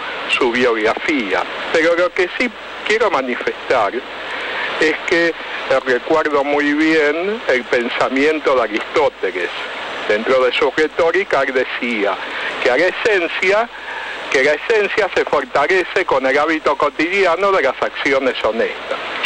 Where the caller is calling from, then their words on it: Caballito, Buenos Aires, Argentina; de Caballito.